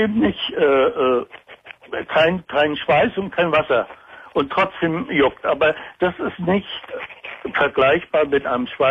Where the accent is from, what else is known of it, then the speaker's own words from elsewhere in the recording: Baltic coast, Germany; Ich bin an der Ostsee aufgewachsen